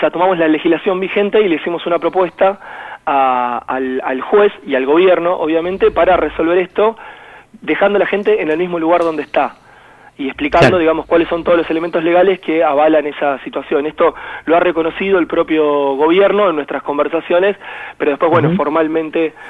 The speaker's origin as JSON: {"language": "Spanish", "town": "Longchamps", "region": "Buenos Aires Province", "country": "Argentina", "tie": "born or raised there", "said": "yo soy de Longchamps, estoy muy cerquita de la toma, viví siempre acá, vengo de una familia obrera"}